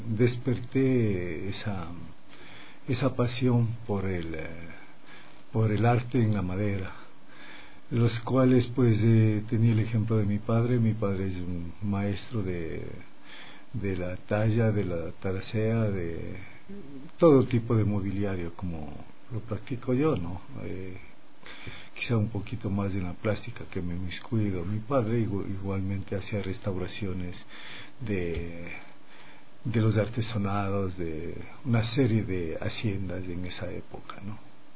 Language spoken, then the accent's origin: Spanish; Mejía, Pichincha, Ecuador; Justamente soy nativo de Mejía. … … Vengo de un pueblo pequeño, de un anejo